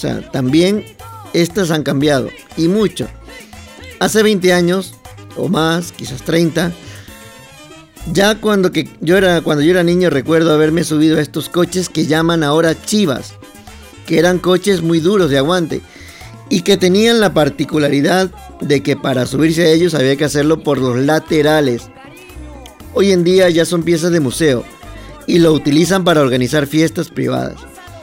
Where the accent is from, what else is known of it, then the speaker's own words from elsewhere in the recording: Ecuador; ahora que he vuelto, pues da gusto ver por las carreteras de mi patria chica, que es así como yo llamo a mi Ecuador